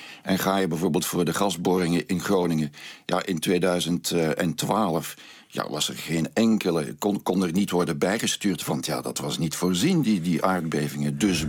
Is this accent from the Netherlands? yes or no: no; Belgium; En wij als Belgen zouden veel meer naar Nederland moeten kijken.